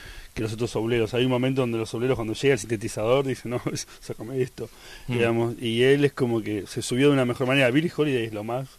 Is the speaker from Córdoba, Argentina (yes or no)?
no; Buenos Aires, Argentina; soy un porteño. Mal que me pese. Eso es parte de mi identidad.